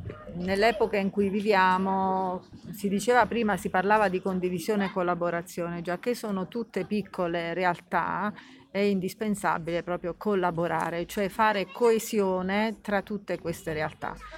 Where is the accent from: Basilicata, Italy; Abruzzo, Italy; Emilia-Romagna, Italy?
Basilicata, Italy; Muro Lucano; now in Tito, Italy; No, io sono di Muro Lucano, però vivo a Tito da poco tempo